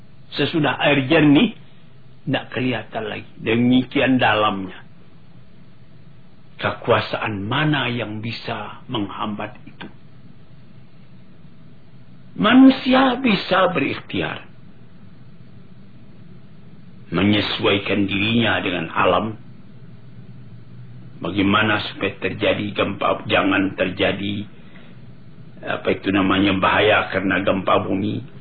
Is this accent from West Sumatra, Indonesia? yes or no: yes; Maninjau, West Sumatra, Indonesia; saya sendiri pergi ke kampung halaman saya di Meninjau.